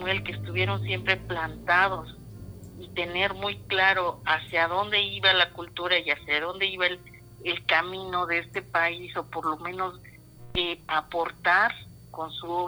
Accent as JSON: {"language": "Spanish", "country": "Mexico", "said": "ese colorido que nos distingue como mexicanos"}